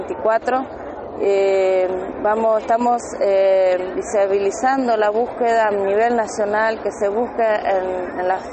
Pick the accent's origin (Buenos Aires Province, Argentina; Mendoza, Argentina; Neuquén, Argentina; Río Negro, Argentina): Neuquén, Argentina; Vinimos acá a Buenos Aires para visibilizar la búsqueda de mi hija a nivel nacional. Somos de Neuquén Capital.